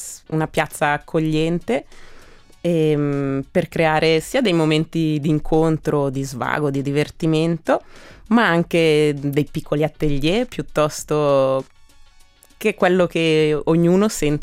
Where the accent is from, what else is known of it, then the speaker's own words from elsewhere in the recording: Giubiasco, Ticino, Switzerland; Ma certamente io sono cresciuta a Giubiasco, quindi nell'animazione c'è anche una certa spinta di cittadinanza